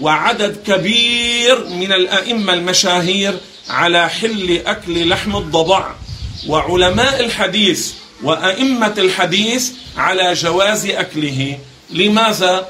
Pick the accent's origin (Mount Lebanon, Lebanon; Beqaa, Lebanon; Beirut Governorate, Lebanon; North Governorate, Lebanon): Beirut Governorate, Lebanon; Beirut; نحن عندنا في بيروت مثلا لا نأكله